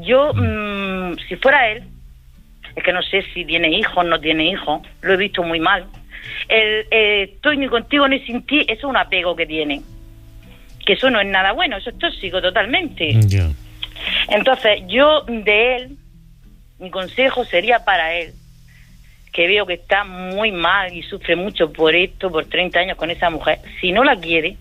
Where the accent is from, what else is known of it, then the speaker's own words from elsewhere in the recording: Region of Murcia, Spain; De Murcia. De los perros.